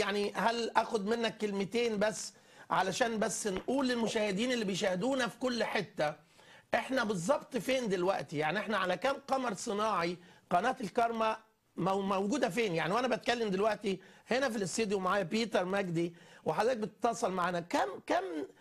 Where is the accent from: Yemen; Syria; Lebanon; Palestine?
Palestine; Bethlehem, West Bank; من بيت لحم